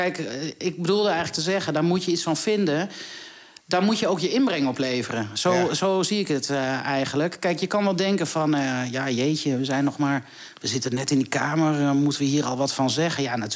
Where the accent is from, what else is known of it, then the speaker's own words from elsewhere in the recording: Deventer, Overijssel, Netherlands; Ik kom uit Deventer